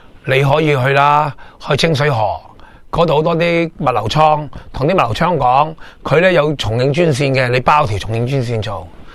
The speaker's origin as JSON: {"language": "Cantonese", "country": "Hong Kong", "said": "我香港人喺嗰度搵一柜落嚟"}